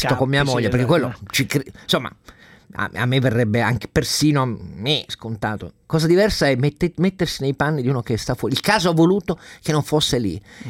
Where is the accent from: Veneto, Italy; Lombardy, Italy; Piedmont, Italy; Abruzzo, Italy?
Piedmont, Italy; Turin; io da torinese sono abbastanza soddisfatto.